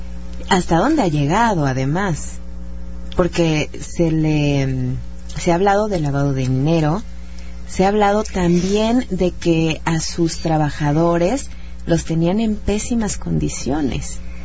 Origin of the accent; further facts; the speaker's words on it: Mexico; de que es que somos los mexicanos